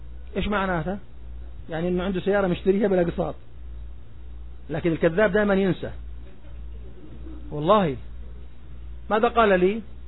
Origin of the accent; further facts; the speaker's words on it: Jordan; أنا أردني، عتيبي صحيح، تفضل، أنا عتيبي صحيح لكن أردني